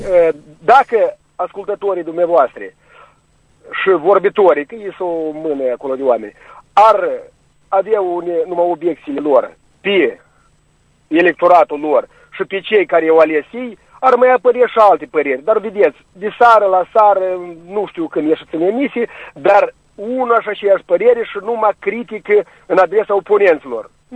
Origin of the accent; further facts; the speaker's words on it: Călărași, Călărași District, Moldova; de la Călăraș.